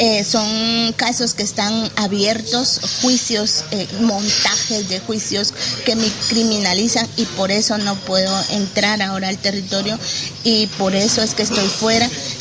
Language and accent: Spanish; Quiché, Guatemala; A mi pueblo Quiché le digo gracias porque el camino continúa